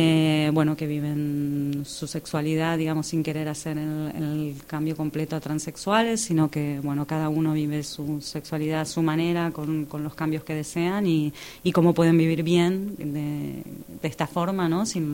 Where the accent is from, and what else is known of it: Argentina; now in Barcelona, Spain